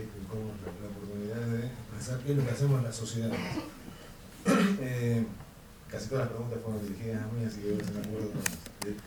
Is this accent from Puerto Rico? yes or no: no; Uruguay; soy de Uruguay también.